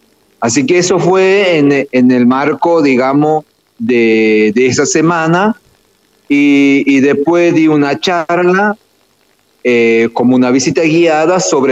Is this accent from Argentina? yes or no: yes; Argentina; cuando el lugar donde nacimos, allá en los Valles Cachaquíes, uno aprende, digamos, oralmente.